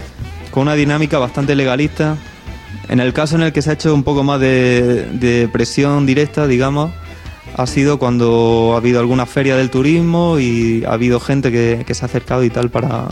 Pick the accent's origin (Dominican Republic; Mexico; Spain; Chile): Spain; Almería, Andalusia; soy de Almería y este año y el año pasado hemos estado en algunos conflictos urbanísticos que han ocurrido allí.